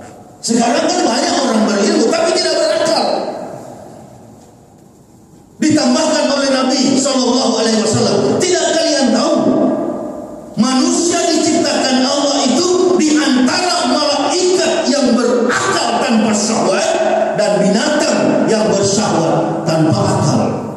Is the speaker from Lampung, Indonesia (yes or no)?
no; Manado, North Sulawesi, Indonesia; Kita orang bersaudara, saya kan orang Manado.